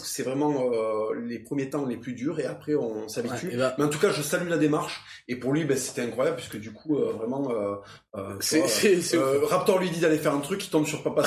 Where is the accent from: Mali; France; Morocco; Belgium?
France; Toulouse, Occitanie; à Toulouse, dans ma ville natale.